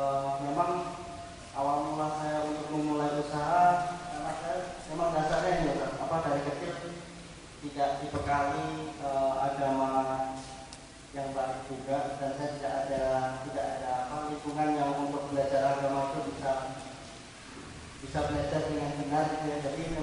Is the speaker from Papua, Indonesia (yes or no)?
no; Surakarta, Central Java, Indonesia; now in Jakarta, Indonesia; saya orang Solo, tapi sekarang tinggalnya di Jakarta.